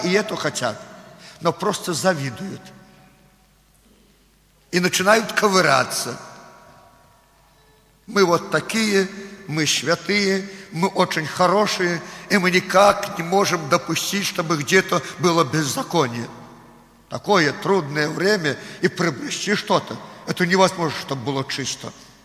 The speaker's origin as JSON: {"language": "Russian", "country": "Belarus", "second_language": "Russian", "said": "я белорус, не совсем русский хорошо знаю."}